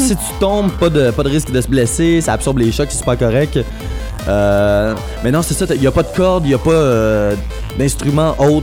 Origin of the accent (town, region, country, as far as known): Repentigny, Quebec, Canada; born or raised there